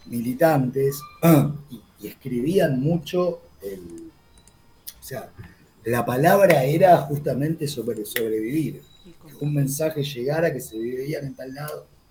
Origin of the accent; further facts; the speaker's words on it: La Plata, Buenos Aires Province, Argentina; mi lugar de nacimiento, con mi origen, que fue acá a La Plata, unos meses antes de la dictadura, del 76. Me crié acá, bueno, al principio mi infancia fue un poco la dictadura, fue tipo un exilio interno que se tomaron mis viejos.